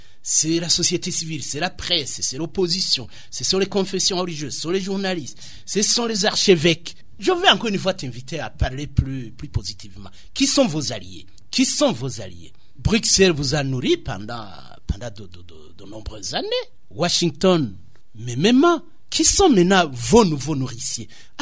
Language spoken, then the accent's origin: French; Burundi; on est Burundais, on connaît les Burundais, on connaît surtout le Burundi.